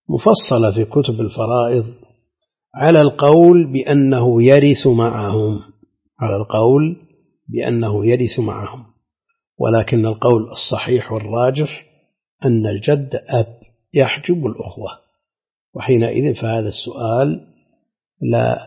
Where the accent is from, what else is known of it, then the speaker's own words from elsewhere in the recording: Najd, Saudi Arabia; هذا هو الموجود المتعارف عليه عندنا في نجد، هذا هو المعروف عندنا